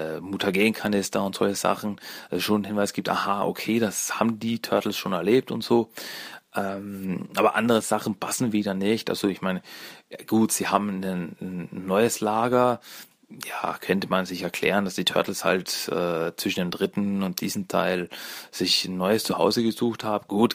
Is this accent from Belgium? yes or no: no; Austria; Premiere in Österreich war am 4.04.2007, bei der ich dabei war damals. Ja, die war damals wirklich in meiner Heimatstadt